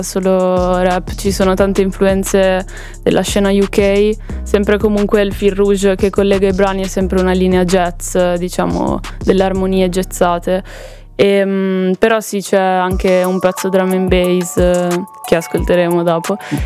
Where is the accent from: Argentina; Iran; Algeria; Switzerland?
Switzerland; Italian Switzerland; Svizzera italiana, sei proprio al confine praticamente.